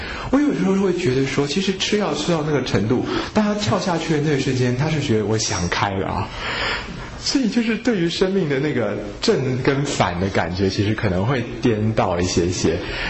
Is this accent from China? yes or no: no; Taiwan; 那我觉得我们台湾人也是一个很喜欢把心软当作是爱的民族，